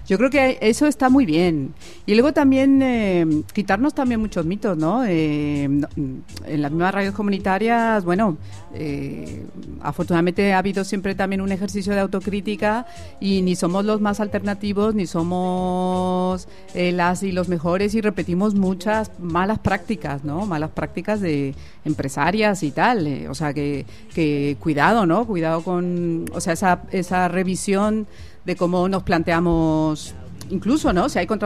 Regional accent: Mexico; now in Spain; Yo soy mexicana, llevo 13 años también viviendo en España.

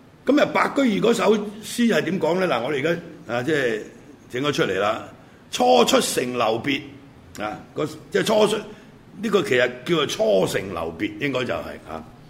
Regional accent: Hong Kong; 譬如我係香港人，咁你話我有鄉，屌我原籍係廣東陸豐大安鄉，咁但係我香港出世噶嘛

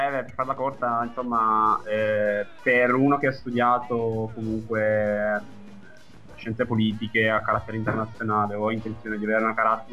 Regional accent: Abruzzo, Italy; now in Brussels, Belgium; perché io parlo da abruzzese, piove sempre, fa freddo, è passata l'estate qui a Bruxelles

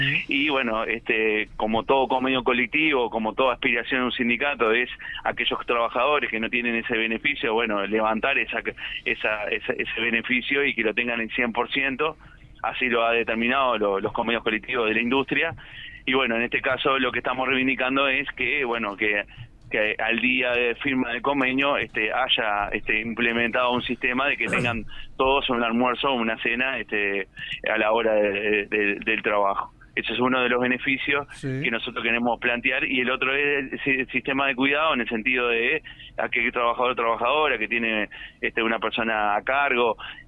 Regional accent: Uruguay; que si no tenemos como uruguayos ese aporte concentrado en el BPS

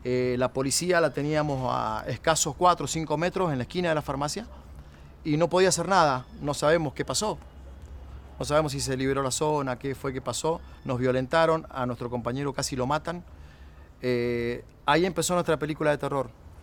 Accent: Uspallata, Mendoza, Argentina; soy de Uspallata, soy emprendedor, papá, comerciante, músico, integrante de la Asamblea de Uspallata desde que estoy en ese lugar, hace 12 años, poco más.

